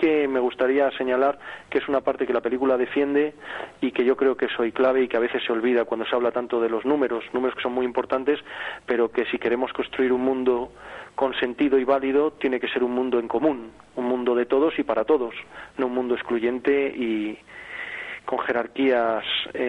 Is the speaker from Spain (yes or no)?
yes; Madrid, Community of Madrid, Spain; accent: godo; also born or lived in Las Palmas; aunque nuestros oyentes me oigan un acento tan godo, quiero recordar que somos canarios, que nacimos en Las Palmas, que tenemos toda nuestra familia allí, y aunque por motivos de que mi padre era madrileño tuvimos que vivir toda la vida en Madrid, nos hemos sentido siempre y nos sentimos canarios